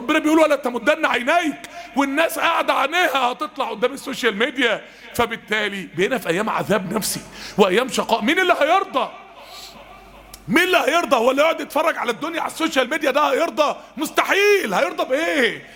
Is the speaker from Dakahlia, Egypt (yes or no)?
yes; Mansoura, Dakahlia, Egypt; كان عندنا يعني حد زميلنا يعني تعين في مستشفى المسالك والكلى عندنا في المنصورة